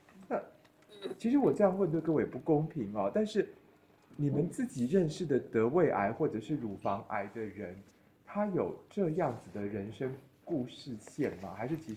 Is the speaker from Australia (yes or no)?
no; Taiwan; 我们台湾人会是，就是有一个说是这个人很硬